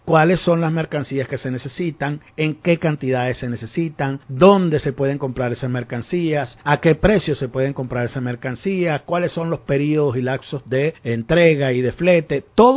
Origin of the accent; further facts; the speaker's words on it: Venezuela; si somos dueños los venezolanos del petróleo, las divisas son de los venezolanos